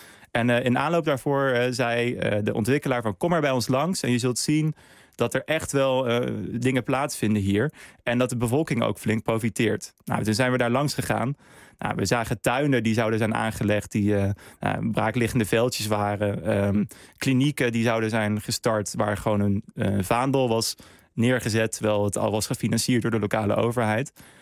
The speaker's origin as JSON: {"language": "Dutch", "country": "Netherlands", "said": "ik als Nederlander, ik ben ook niet in Zimbabwe geweest"}